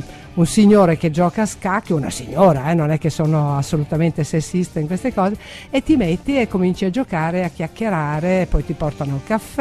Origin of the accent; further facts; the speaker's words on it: Hungary; accent: Hungarian; Italian is a second language; moved away; il mio accento ungherese tradisce che sono vivo da tanto tempo all'estero, però comunque mi arrangio